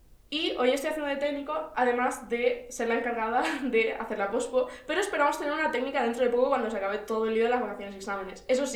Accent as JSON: {"language": "Spanish", "town": "Almería", "region": "Andalusia", "country": "Spain", "moved": "as an adult", "lives_now": "Madrid, Spain", "said": "soy de Almería, Andalucía, representando. Y vine a Madrid a estudiar comunicación audiovisual."}